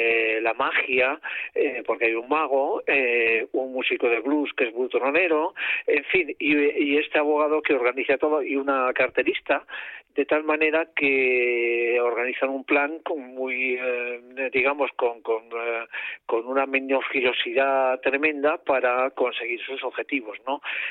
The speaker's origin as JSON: {"language": "Spanish", "country": "Spain", "said": "A mí me gusta decir que soy el primer español"}